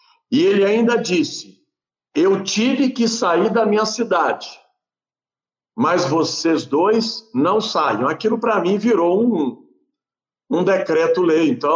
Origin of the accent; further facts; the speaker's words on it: Pedro Leopoldo, Minas Gerais, Brazil; born there; eu nasci em Pedro Leopoldo, eu vim de uma família católica apostólica romana.